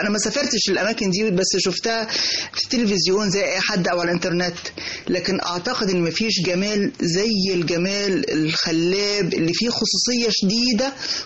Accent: Egypt; الريف المصري. انا من سنوات عمري الاولى برجع ازور قريتي كل اجازة صيفية، واحيانا اكتر من مرة في السنة حتى في الشتاء

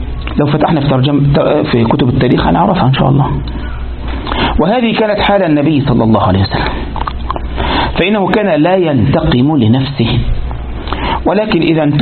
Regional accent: Egypt; وعندنا في مصر وقد يكون في بعض البلدان أيضا

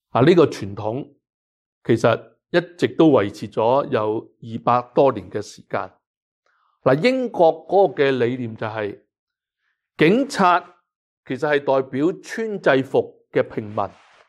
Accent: Hong Kong; now in Canada; 更加就是香港是我们很多人生于斯长于斯的一个的地方，我们对香港那种的爱和关怀并没有因为移民而是轻易的改变了

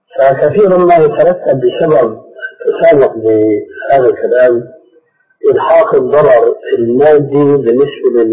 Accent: Egypt; عندنا في مصر. هذا في مصر.

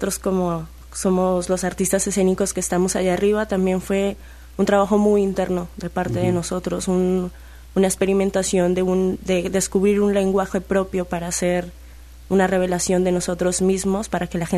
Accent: Bogotá, Colombia; now in Xalapa, Mexico; Yo soy de Colombia, de Bogotá, vivo aquí en Jalapa hace 4 años ya.

